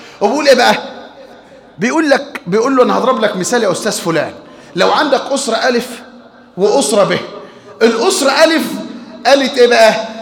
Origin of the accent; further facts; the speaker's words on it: Egypt; عندنا في مصر